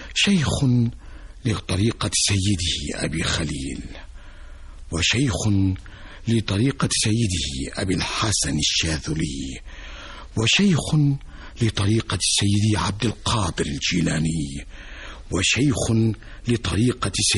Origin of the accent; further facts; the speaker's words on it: Daqadous, Dakahlia, Egypt; في قريتي داقادوس كانت الجذور الأولى، الأب والأم والإخوة والأهل والأحباب والصحاب والناس الطيبون.